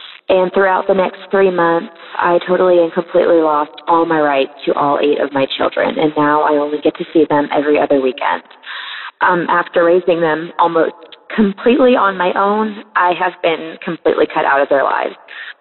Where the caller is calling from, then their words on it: Midwest, United States; I'm calling from the Midwest.